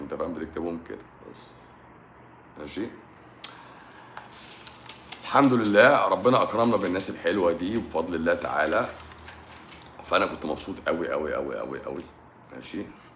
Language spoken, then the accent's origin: Arabic; Egypt; احنا بقى عايزين نعمل واحده احنا عندنا في مصر